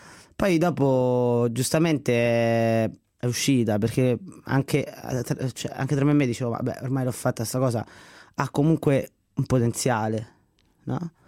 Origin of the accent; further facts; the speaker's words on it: Latina, Lazio, Italy; Io sono di Latina innanzitutto